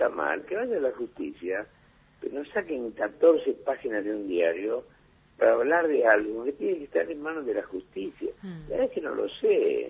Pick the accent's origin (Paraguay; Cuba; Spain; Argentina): Argentina; todos somos argentinos